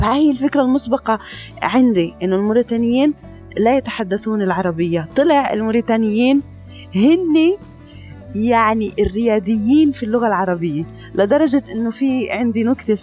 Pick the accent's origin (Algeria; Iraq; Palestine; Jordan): Palestine; كمان نقطة كتير أنا بحب أحكيها كفلسطينية